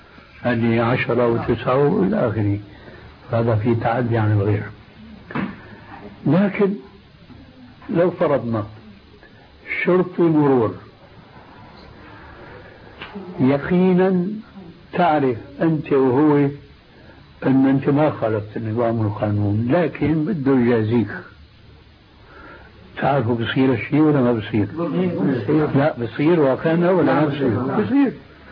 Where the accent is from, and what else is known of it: Syria